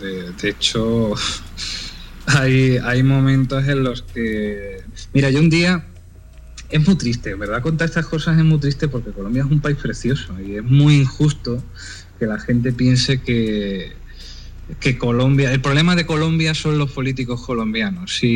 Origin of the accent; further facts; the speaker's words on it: Spain; yo soy español